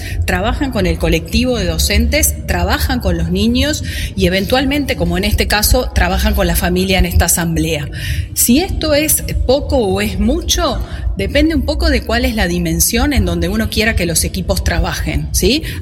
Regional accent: Uruguay; es importante que nos comprometamos como uruguayos a que estas cosas no pueden suceder

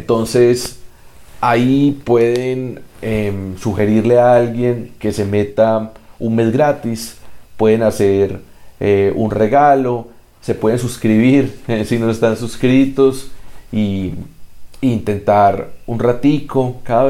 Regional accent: Colombia; porque somos colombianos y colombianas, la mayoría

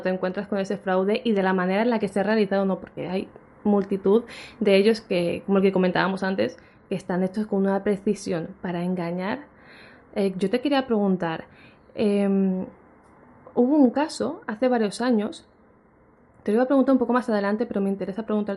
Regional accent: Alicante, Valencian Community, Spain; seguía haciendo aquí en Alicante, en mi tierra, conferencias

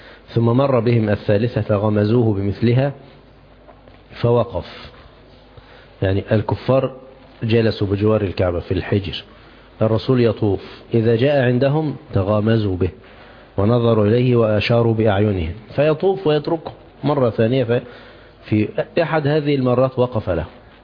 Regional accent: Egypt; يعني عندنا في مصر يقولون ايه، تنح تنح

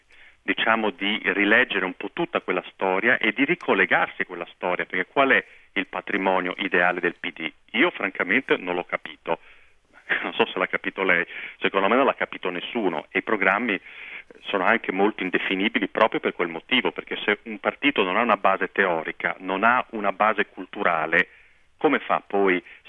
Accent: Rimini, Emilia-Romagna, Italy; ho sentito dire, nella mia città natale, a Rimini, si parla di intitolare una strada

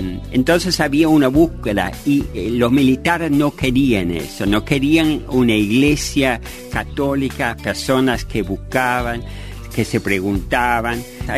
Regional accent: Ireland; Porque bueno, yo soy irlandés.

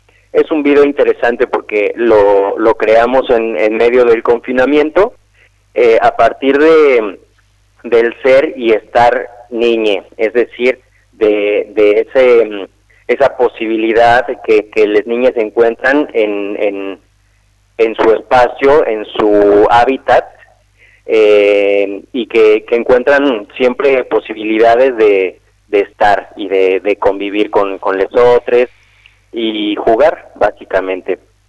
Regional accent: Mexico City, Mexico; now in Argentina; yo soy de la Ciudad de México. Pero la compañía nació hace ya 13 años en la Ciudad de México, donde vivimos durante muchos años

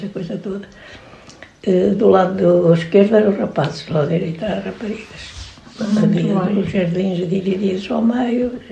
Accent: Lagares da Beira, Centro, Portugal; Nasci aqui em Lagares, fui criada e até agora, claro. Mas não vivi aqui todo o tempo, não é? Aos 9 anos.

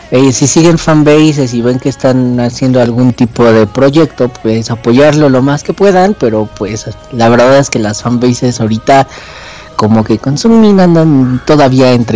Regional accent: Mexico; Pues sí, ya sabes, como buen mexicano, pues todos queremos que sea nuestro

